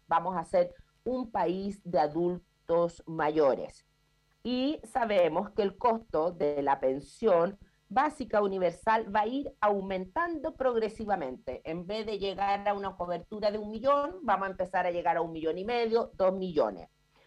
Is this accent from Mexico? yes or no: no; Chile; Como los chilenos todos nos gusta abreviarlo